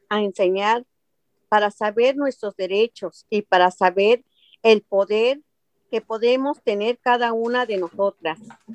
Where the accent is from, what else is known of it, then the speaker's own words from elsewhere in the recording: Mexico; now in California, United States; Soy de México. Hace 32 años que llegué a este país. Tengo trabajando 22 años como trabajadora doméstica aquí en el condado de Orange, California.